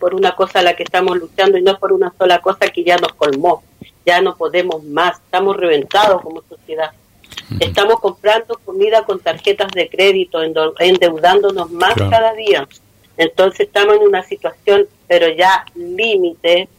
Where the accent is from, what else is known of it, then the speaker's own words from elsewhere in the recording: Araucanía, Chile; first language Mapudungun; Spanish is a second language; los voy a saludar en mi lengua materna, que es mapuche. Marimari Lamien, Marimari Compute … locutora de Radio Huelquén Curru, medio de comunicación mapuche de la Araucanía